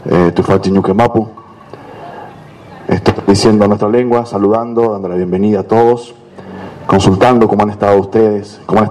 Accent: La Pampa, Argentina; soy de La Pampa, Mapuche, Ranquel.

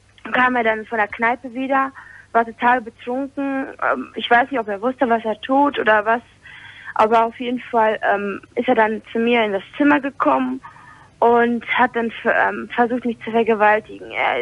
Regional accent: Poland; Das ist in Polen gewesen, weil ich bin Polin. Und auch polnische Abstammung halt

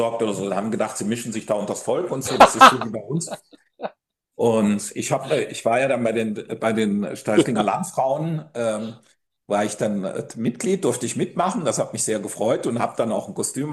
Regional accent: East Germany, Germany; Ja, ich meine, wir kommen hier aus dem Osten, es ist alles so ein bisschen.

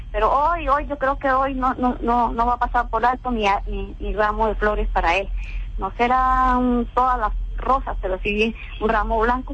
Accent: Colombia; esta edad que yo tengo, 59 años, pero yo soy colombiana

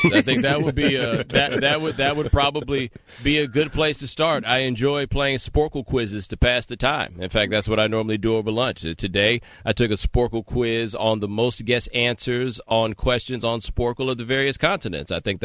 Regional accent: Texas, United States; I grew up in Texas. I went to school in a town with 1,500 people.

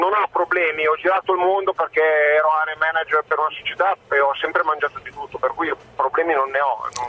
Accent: Milan, Lombardy, Italy; born there; Io sono un cittadino con parenti in campagna, sono nato a Milano, ma i miei nonni erano campagnoli, per cui voglio dire erano degli agricoltori

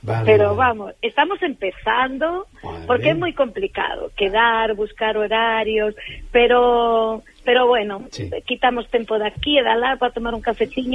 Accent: Vigo, Galicia, Spain; somos aquí de Bembrive, somos de Vigo, dunha parroquia que queda as aforas de Vigo.

